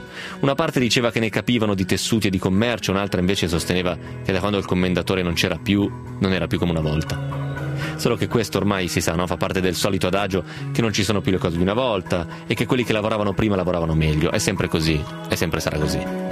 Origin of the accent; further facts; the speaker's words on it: Piedmont, Italy; A Cameri, certo, a vicino, Cameri, vicino al mio paese, dove si fa il miglior gorgonzola.